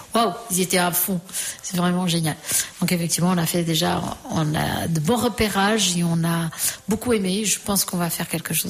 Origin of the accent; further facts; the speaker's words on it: Portugal; French is a second language; now in France; c'est le moment où j'ai quitté le Portugal et c'est le moment où je suis arrivée en France. Alors, pour moi, ceux qui ont vraiment marqué et que j'étais au Portugal